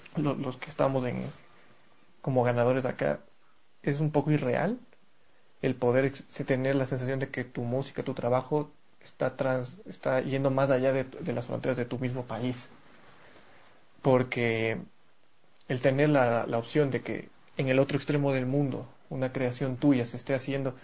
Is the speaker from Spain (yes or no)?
no; Ecuador; como compositores y como ecuatorianos